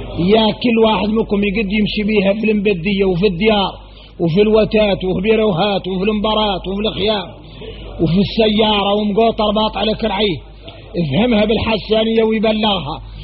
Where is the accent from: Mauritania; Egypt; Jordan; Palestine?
Mauritania; يا غير احنا موريتاني